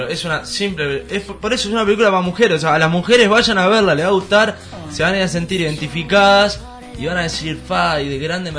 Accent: Uruguay; Yo soy uruguayo, soy exótico.

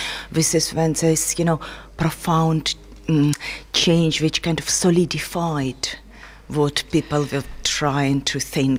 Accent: Ukraine; I grew up in Soviet Union. I was 15 when Soviet Union collapsed

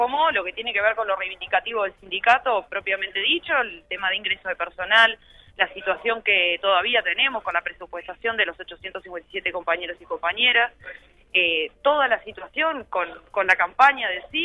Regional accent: Montevideo, Uruguay; nosotros somos de Montevideo y venimos a invadir su ciudad con este Congreso Nacional de Delegados

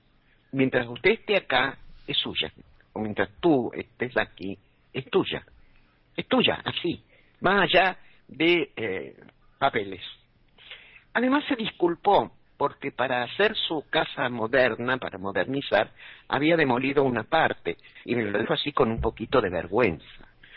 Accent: Argentina; fui como una argentina más. Y al llegar a España, al pueblo de mamá

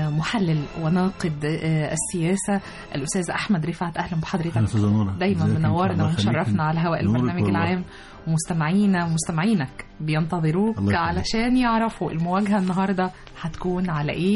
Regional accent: Egypt; وكلنا بنفتخر ونقول انا مصري

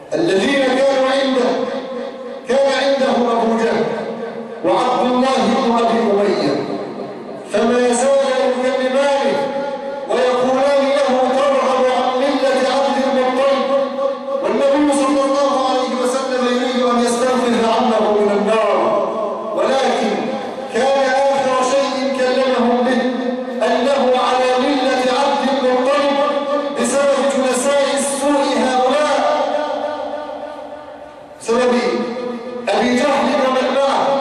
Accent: Egypt; اللهم اجعل بلادنا مصر آمنة مطمئنة، سخاء رخاء

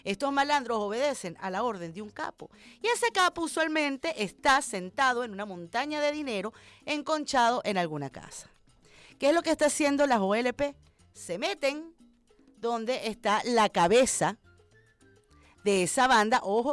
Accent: Venezuela

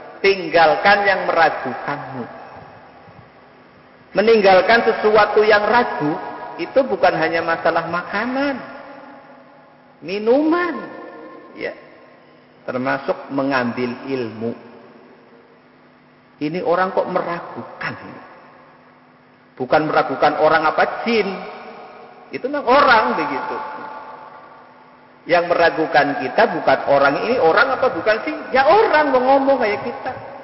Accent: Java, Indonesia; kita sebagai orang Jawa, tidak mungkin langsung memahami, wong itu bahasa Arab.

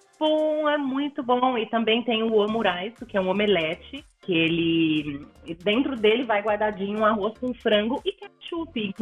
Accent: Japan; moved away as an adult; Eu cresci no Japão, vivi 20 anos lá.

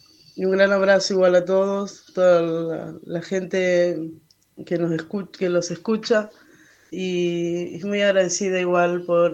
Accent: Santa Cruz, Argentina; also born or lived in Esquel; now in Caleta Olivia, Argentina; soy Mapuche Somó. Nací en Esquel. Toda mi familia es de Esquel, pero bueno, nos tocó criarnos en Santa Cruz, en un pueblito. Ahora vivo en Caleta Olivia con mis 4 hijos.

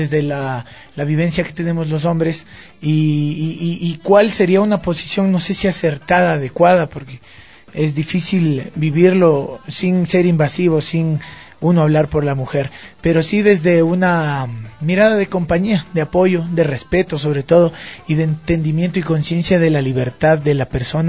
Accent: Quito, Pichincha, Ecuador; also born or lived in Ibarra; Soy de Ibarra, pero vivo en Quito desde pequeño. Tengo 27 años

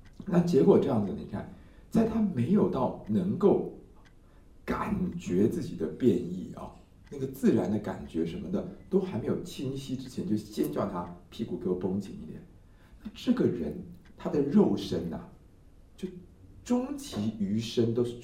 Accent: Taiwan; 就比如说像我们台湾曾经有一个故事

